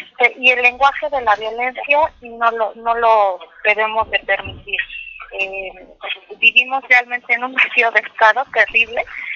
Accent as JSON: {"language": "Spanish", "country": "Mexico", "said": "Como sociedad mexicana, tenemos que movilizarnos"}